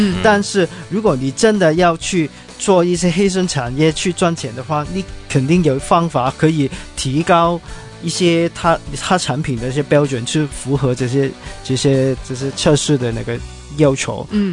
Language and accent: Chinese; Hong Kong; 但是我作为一个香港人，其实我是蛮支持的